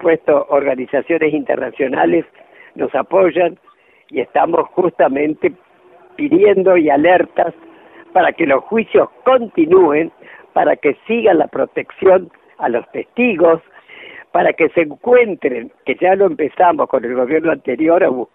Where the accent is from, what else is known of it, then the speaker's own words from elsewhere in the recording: Argentina; todos los que estamos acá somos argentinos